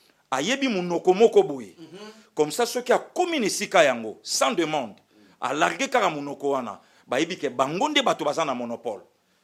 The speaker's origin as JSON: {"language": "French", "country": "DR Congo", "said": "je suis Congolais"}